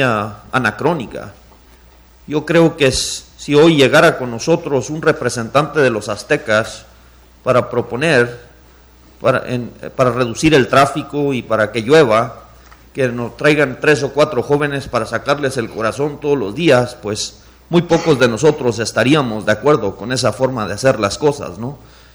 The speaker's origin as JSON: {"language": "Spanish", "region": "Chihuahua", "country": "Mexico", "said": "Yo soy del noroeste de Chihuahua"}